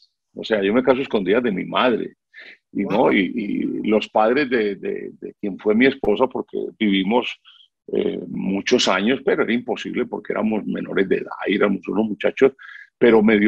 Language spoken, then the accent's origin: Spanish; Buga, Valle del Cauca, Colombia; Yo en las vueltas a Colombia pasaban por Buga, mi tierra natal